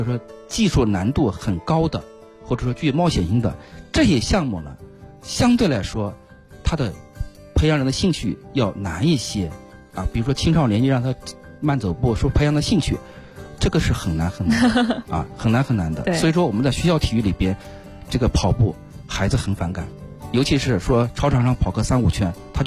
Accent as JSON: {"language": "Chinese", "country": "China", "said": "我们中国人实际上对这个极限运动也好，"}